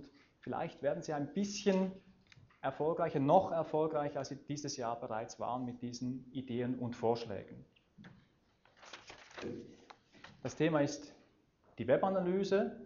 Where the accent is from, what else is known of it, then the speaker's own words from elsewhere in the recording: Eastern Switzerland, Switzerland; weshalb ich Hochdeutsch spreche. Ich komme ursprünglich aus der Ostschweiz und wir wollten sicherstellen, dass die Basler mich auch wirklich verstehen. Ich habe zwar ein Jahr lang in Basel gewohnt, gleich hier in Gündelü, in einer sehr schönen Wohnung